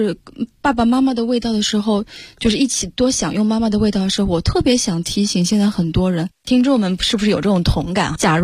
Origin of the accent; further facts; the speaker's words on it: Shanghai, China; 我上海人有一种说法，我不知道你们有没有